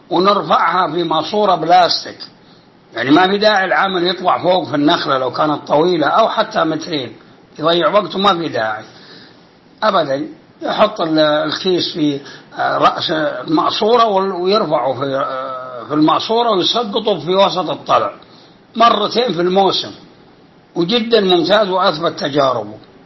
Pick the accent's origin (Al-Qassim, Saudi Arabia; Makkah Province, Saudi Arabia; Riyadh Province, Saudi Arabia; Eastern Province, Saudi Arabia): Al-Qassim, Saudi Arabia; وجاء في ندوة بوزارة الزراعة في عنيزة عندنا في القصيم